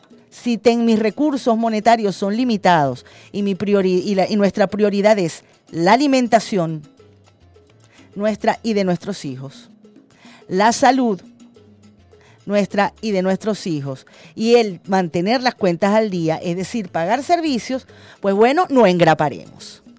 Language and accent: Spanish; Venezuela; vamos a unirnos como venezolanos y como venezolanas.